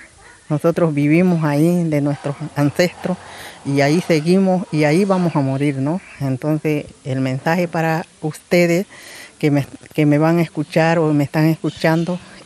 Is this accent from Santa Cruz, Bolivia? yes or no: yes; San Miguel de Velasco, Santa Cruz, Bolivia; Soy del departamento de Santa Cruz, del pueblo chiquitano y de la comunidad Potrero Aguilar del municipio de San Miguel de Velasco.